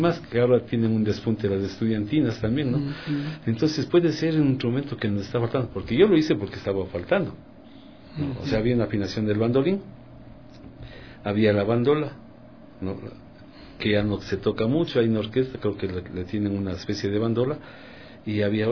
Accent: Quito, Pichincha, Ecuador; porque yo soy quiteño y sé yo, está aquí en Quito.

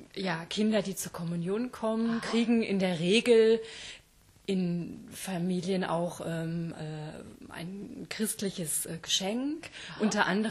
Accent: Rheda-Wiedenbrück, North Rhine-Westphalia, Germany; Also gebürtig komme ich aus Reda-Wiedenbrück in der Nähe von Gütersloh.

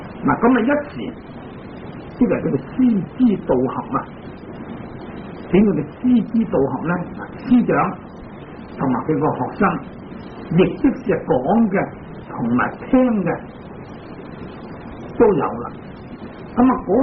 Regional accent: Hong Kong; 我们香港人中午十二点就是在美国呢

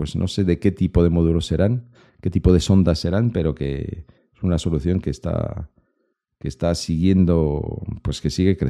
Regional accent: Lyon, Auvergne-Rhône-Alpes, France; Spanish is a second language; hay un salón de domótica robótica que se hace en mi tierra, en Lyon, todos los años.

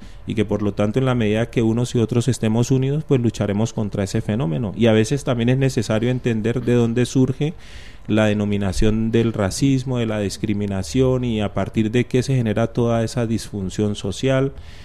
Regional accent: Colombia; yo vengo de Colombia y en Colombia está muy bien dividido quiénes van a los supermercados del norte y quiénes van al

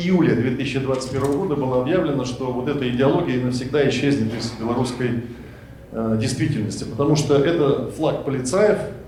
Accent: Siberia, Russia; я родился и вырос в Сибири, я сын советского офицера, белоруса

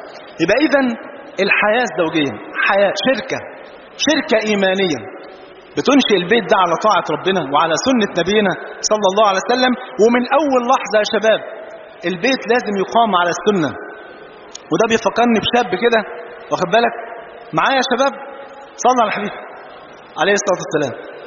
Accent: Egypt; وإحنا جايين والله من مصر

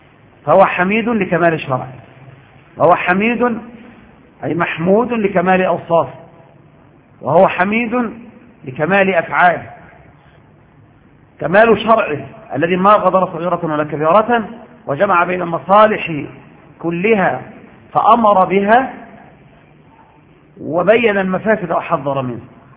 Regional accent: Egypt; ولم يجعلها عندنا في مصر

